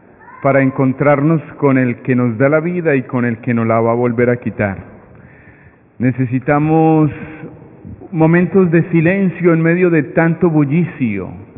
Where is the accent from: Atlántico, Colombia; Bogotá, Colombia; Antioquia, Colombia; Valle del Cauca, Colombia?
Antioquia, Colombia; Medellín; now in Brooklyn, United States; soy de Medellín, Colombia, pero yo trabajo en la iglesia de Santa Rita, en Brooklyn, y ya hace 6 años estoy por acá.